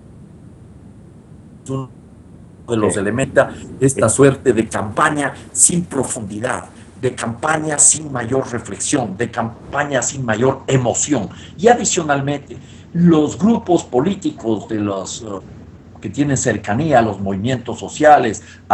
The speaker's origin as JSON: {"language": "Spanish", "country": "Ecuador", "said": "economista ecuatoriano, una persona comprometida con los procesos de cambio en mi país"}